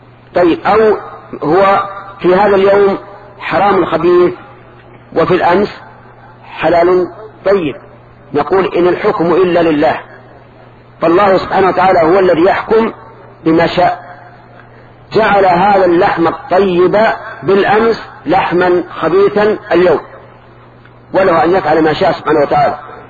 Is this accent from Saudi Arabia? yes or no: yes; Najd, Saudi Arabia